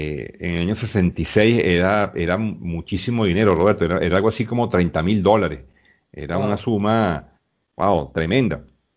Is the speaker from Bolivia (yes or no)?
no; Venezuela; me siento orgulloso, bueno, como venezolano de que el primer triunfo